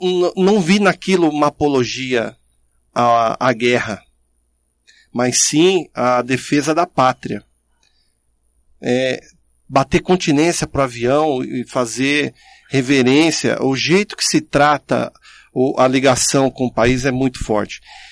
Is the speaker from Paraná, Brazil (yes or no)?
no; Caçapava, São Paulo, Brazil; comemorar o dia 7 de setembro em Caçapava, onde eu cresci, onde eu fui educado.